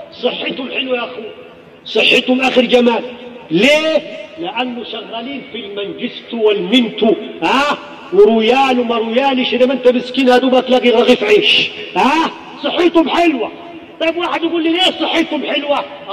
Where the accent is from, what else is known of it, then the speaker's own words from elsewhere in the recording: Egypt; ويتعالجوا عندنا في مصر مساكين